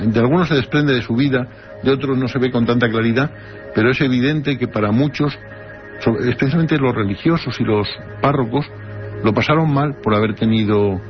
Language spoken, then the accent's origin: Spanish; Spain; soy español y me he traducido.